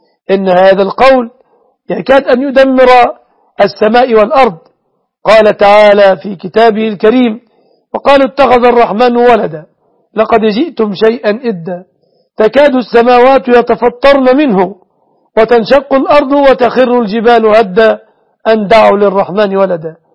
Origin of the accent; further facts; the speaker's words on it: Egypt; أسأل الله أن يحفظ بلادنا مصر وسوريا وسائر بلاد